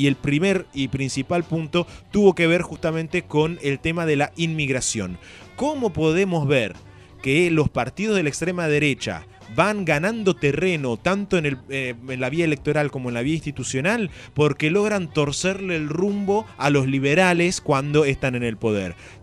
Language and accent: Spanish; Argentina; ese proceso que nosotros, como latinoamericanos y como argentinos en particular, hemos vivido